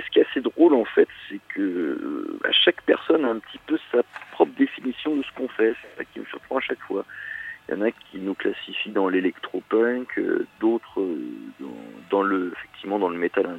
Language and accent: French; Paris, Île-de-France, France; Alors, on est de Paris.